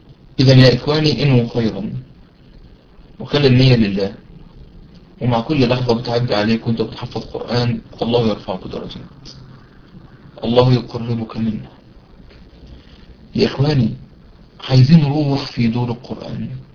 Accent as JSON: {"language": "Arabic", "country": "Egypt", "said": "عارفين المحشي عندنا في مصر يعني من أمهات الأكل عندنا في مصر"}